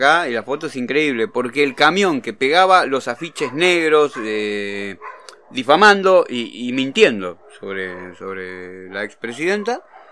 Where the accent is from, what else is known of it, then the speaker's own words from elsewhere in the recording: Merlo, Buenos Aires Province, Argentina; Mira, yo soy de Merlo, ¿no?